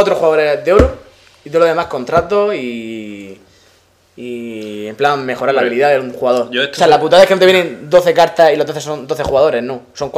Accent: Spain; O sea, claro, soy español

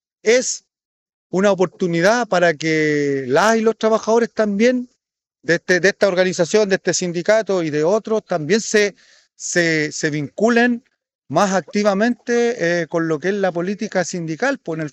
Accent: Chile; nosotros como Estado, como pueblo chileno, no hemos tenido la capacidad de poder impedir esa vulneración

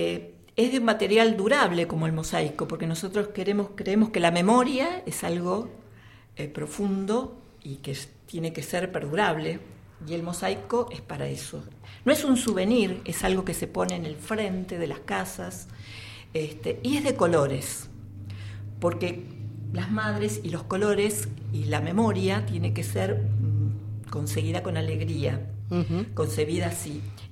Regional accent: Quilmes, Buenos Aires Province, Argentina; nosotras, que somos de Quilmes, de Ranelag, lo escuchamos en la radio

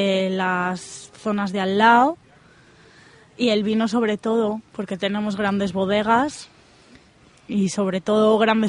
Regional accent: Valladolid, Castile and León, Spain; soy de Valladolid y hay muchas universidades

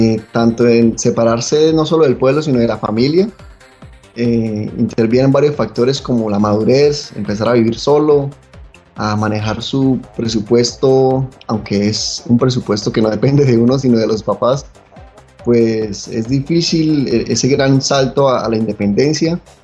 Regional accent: San Vicente de Chucurí, Santander, Colombia; now in Medellín, Colombia; cuando yo salí del pueblo a estudiar a una ciudad como Medellín, a cambiar de cultura, de región, donde soy santandereano, chucureño, mano, que hablamos así

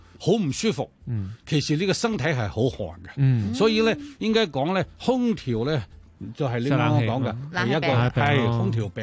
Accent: Hong Kong; 尤其我哋香港人中意饮凉茶

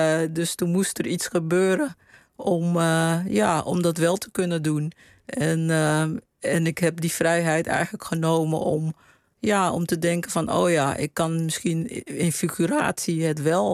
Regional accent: Paramaribo, Suriname; De herinneringen waren meer in het huis waar ik opgroeide, zeg maar. En de sfeer op straat in Paramaribo.

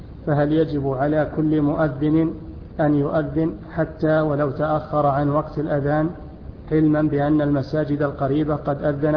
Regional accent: Jeddah, Makkah Province, Saudi Arabia; أنا من جدة وعندي دورة في الرياض لمدة شهر تقريبا

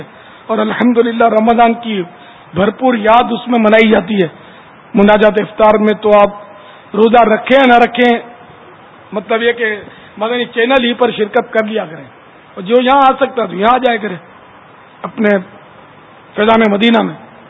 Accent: Sindh, Pakistan; born there; میرا پیر پنجابی تو میں پنجابی, میرے اعلی حضرت پٹھان تو میں پٹھان, میں سندھ میں پیدا ہوا تو سندھی, عربی آقا کا غلام ہوں تو عربی.

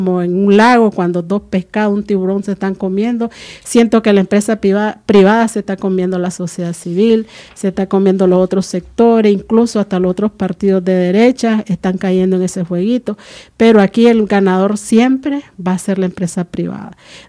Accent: Nicaragua

